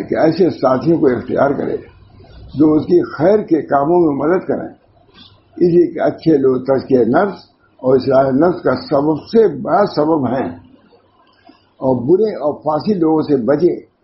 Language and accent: Urdu; Allahabad, Uttar Pradesh, India; میں الہ آباد کا ہوں